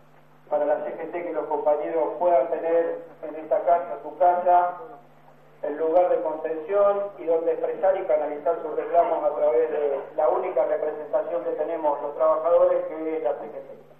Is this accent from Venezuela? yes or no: no; Argentina; a lo que pretendemos como argentinos, independientemente de donde vengamos